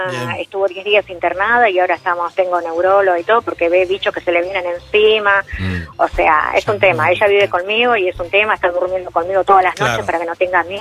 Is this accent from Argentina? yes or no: yes; Lanús, Buenos Aires Province, Argentina; De Lanús.